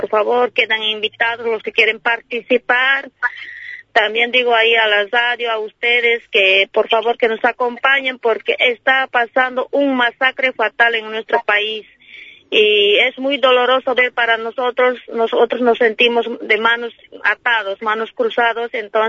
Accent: Bolivia; en nuestro país, que yo soy boliviana, en nuestra querida Bolivia.

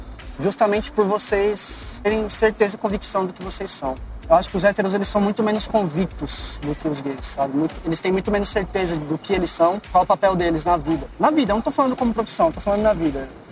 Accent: Taubaté, São Paulo, Brazil; eu sou hétero, eu sou de Taubaté, eu sei, mas eu sou hétero de Taubaté

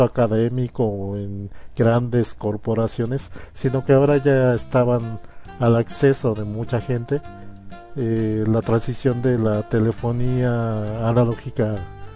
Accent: Mexico; En mi caso, siendo mexicano, pues se define un poco más tardío

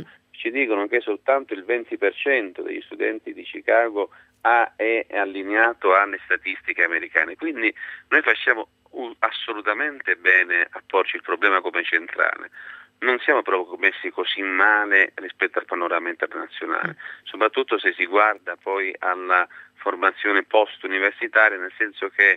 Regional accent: Sicily, Italy; Sì, avendo fatto le scuole giù

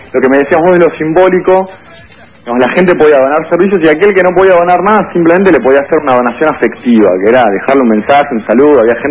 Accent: Buenos Aires, Argentina; No, nosotros somos de Buenos Aires. Nosotros somos de Buenos Aires, no somos de La Plata.

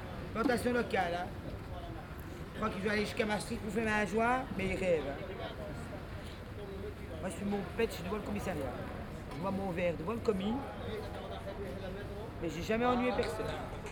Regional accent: Brussels, Brussels-Capital Region, Belgium; Je suis bruxelloise, moi je suis né ici à Bruxelles, ma famille c'est à Stalingrad.

